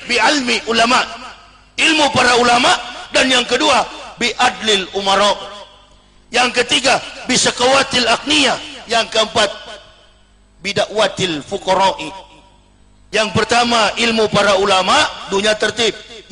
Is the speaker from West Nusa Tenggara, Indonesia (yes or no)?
no; Manado, North Sulawesi, Indonesia; Manado itu Sulawesi Utara, saya orang Manado.